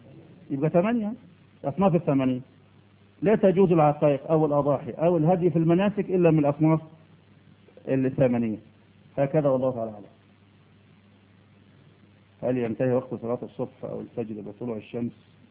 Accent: Egypt; يا أخي إحنا مصريين عقولنا متربية،

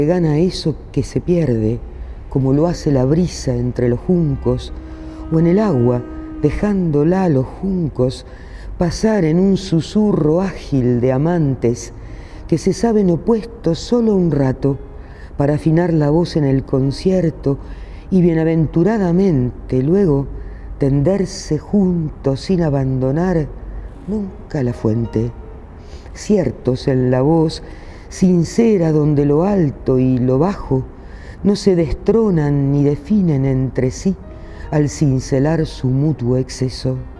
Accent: Argentina; soy una poeta argentina.

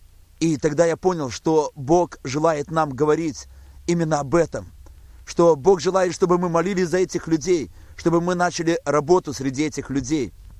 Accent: Baranavichy, Brest Region, Belarus; мы возвратились в Белоруссию, мы возвратились в родной город, в город Барановичи, где проживаем на данный момент.

